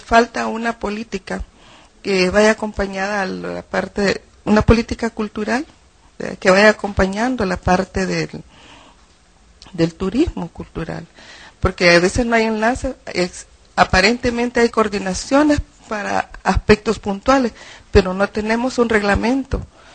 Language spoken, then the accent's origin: Spanish; El Salvador; Siento que esto aún como salvadoreños nos hace mucho falta que hacer.